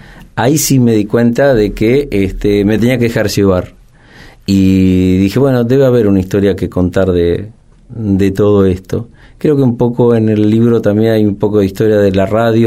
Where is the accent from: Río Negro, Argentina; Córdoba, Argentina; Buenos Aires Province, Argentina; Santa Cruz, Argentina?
Buenos Aires Province, Argentina; Maipú; Yo soy de Maipú, en la provincia de Buenos Aires